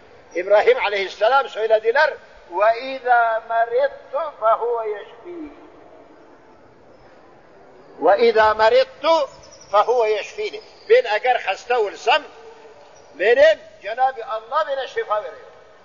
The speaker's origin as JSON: {"language": "Turkish", "town": "Bukhara", "region": "Bukhara Region", "country": "Uzbekistan", "said": "Bahavaddin Nakşibendi memleketi benim memleketim, Bukhara'da, Türkistan Garbi'yim, Bukhara'da"}